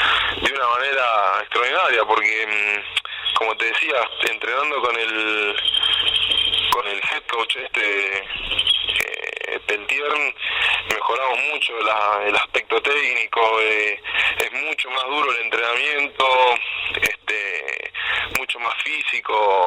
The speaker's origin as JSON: {"language": "Spanish", "town": "La Plata", "region": "Buenos Aires Province", "country": "Argentina", "said": "en mi caso particular, que yo soy de La Plata"}